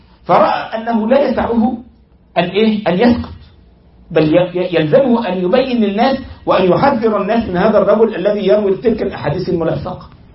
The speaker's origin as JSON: {"language": "Arabic", "country": "Egypt", "said": "حصل ده والله عندنا في مصر"}